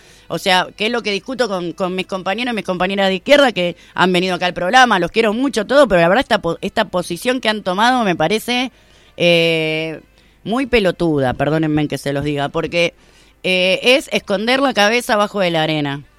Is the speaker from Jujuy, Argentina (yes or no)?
no; Concordia, Entre Ríos, Argentina; Quiero contarles que vengo de Concordia, que en el 2001 fue declarada la ciudad más pobre de la Argentina.